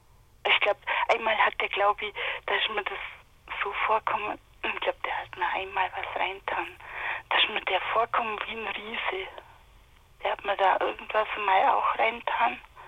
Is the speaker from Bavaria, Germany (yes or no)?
yes; Marktoberdorf, Bavaria, Germany; Und da bin ich eigentlich geboren in Marktoberdorf.